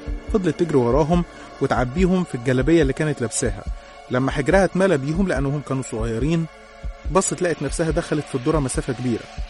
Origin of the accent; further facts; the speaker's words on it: Qalyubia, Egypt; born there; من مواليد الأليوبية.